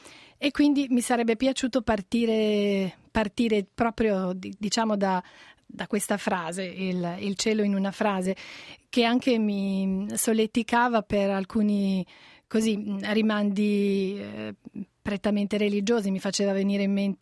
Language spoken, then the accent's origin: Italian; Liguria, Italy; io appunto sono ligure, un po' anche di conterraneità gioca